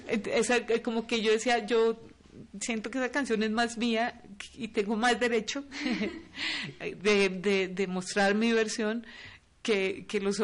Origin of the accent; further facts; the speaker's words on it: Los Llanos, Colombia; yo soy de Los Llanos y yo crecí escuchando música, sobre todo de Venezuela y cosas de Venezuela. Con Los Llanos compartimos la misma música.